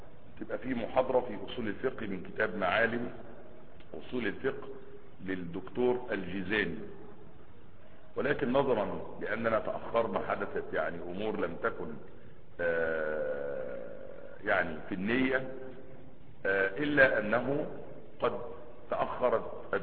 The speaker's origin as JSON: {"language": "Arabic", "town": "Asyut", "region": "Asyut Governorate", "country": "Egypt", "said": "لان انا صعيدي على فكرة ومن اسيوط، عشان تبقوا واخدين بالكم"}